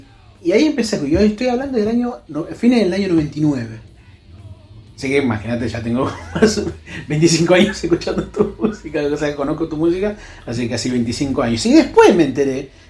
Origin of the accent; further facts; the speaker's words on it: Paso del Rey, Buenos Aires Province, Argentina; yo soy de Paso del Rey